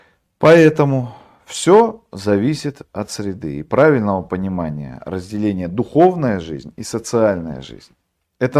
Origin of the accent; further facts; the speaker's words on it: Norilsk, Krasnoyarsk Krai, Russia; Я же из Норильска, я знаю, что это такое.